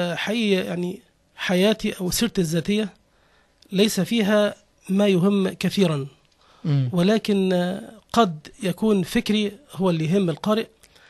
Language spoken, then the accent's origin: Arabic; Egypt; born there; عربي مولود في مصر وعيش في الأسكندرية، أدين بالإسلام وأحترم المسيحية واليهودية، أعتز بالدين وأتقبل من لا دين له.